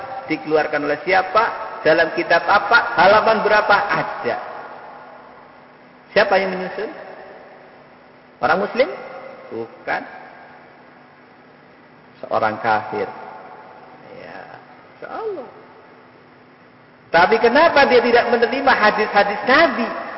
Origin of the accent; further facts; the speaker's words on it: Java, Indonesia; kita sebagai orang Jawa, tidak mungkin langsung memahami, wong itu bahasa Arab.